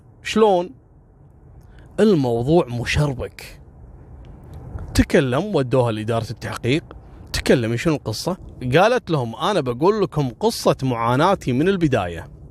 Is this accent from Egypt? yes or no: no; Kuwait; حتى احنا عندنا في الخليج وفي الكويت كنا نتابع القضية هذه